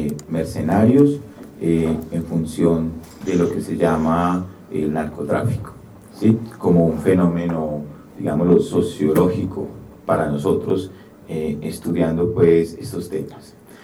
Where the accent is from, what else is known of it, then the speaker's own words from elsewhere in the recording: Medellín, Antioquia, Colombia; vengo de la ciudad de Medellín.